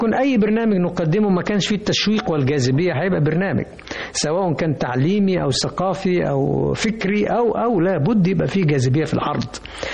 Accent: Mansoura, Dakahlia, Egypt; بحن طبعا الى المنشأ اللي نشأت فيه، منصورة مثلا، بلدنا يعني على النيل، جميلة جدا ولها شكل معين وفي مواطن جمالية متعددة جدا، برضو بحن وبسافر لها.

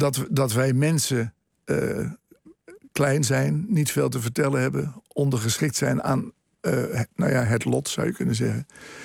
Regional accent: Westernieland, Groningen, Netherlands; born there; En dat ligt op 15 kilometer van Westernieland, waar ik geboren ben.

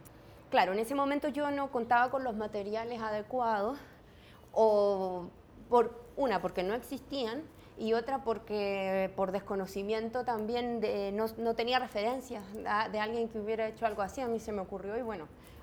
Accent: Chile; Yo soy de Chile, pero hace varios años que ya estoy haciendo viajes por distintos lugares

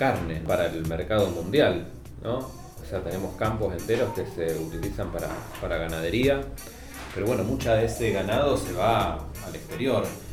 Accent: Argentina; somos los argentinos una cultura de comer carne, es un ritual el asado, es una costumbre muy arraigada.

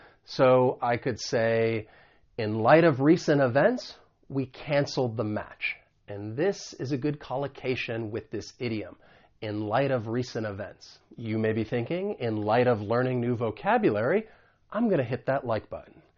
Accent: United States; because I'm from the United States, I am going to pronounce it as a flap T.

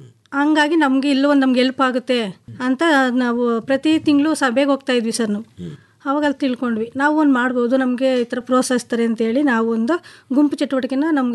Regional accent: Nagamangala, Karnataka, India; ನಮ್ದು ಪಿ ನಿರ್ಲಿಕೆರೆ, ನಾಗಮಂಗಲ ತಾಲೂಕು.

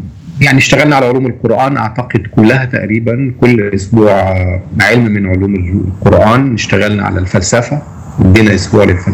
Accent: Egypt; انا بحس دايما انا لما بخرج من مصر ان انا غريب وحاسس ان انا غريب

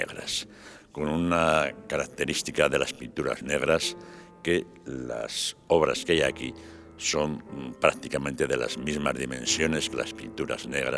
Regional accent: Aragon, Spain; soy aragonés, ya lo dije, soy aragonés, español y europeo.

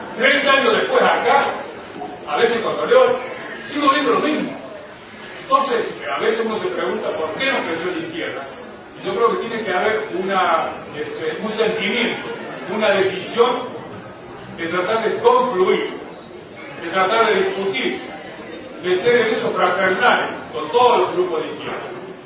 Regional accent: Córdoba, Argentina; Como jubilado cordobés, nosotros lo conseguimos con luchas.

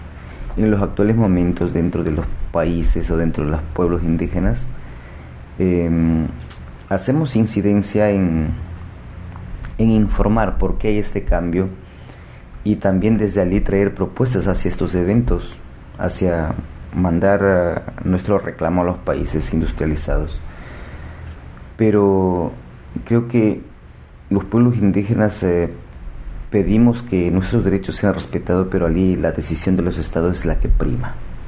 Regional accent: Amazon, Ecuador; Y eso afecta en la vida cotidiana de mi pueblo, de los pueblos que habitamos allá en la Amazonas.

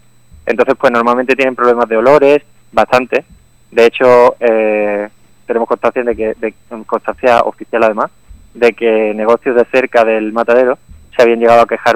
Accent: Málaga, Andalusia, Spain; bueno, yo soy de Málaga

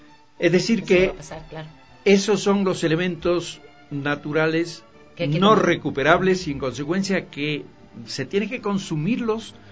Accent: Ecuador; Pero resulta que así somos los ecuatorianos.

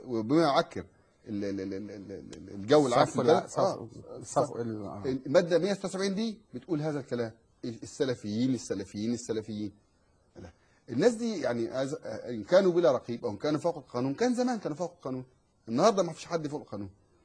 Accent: Egypt; ومن قريتي انا قريه الكماشي

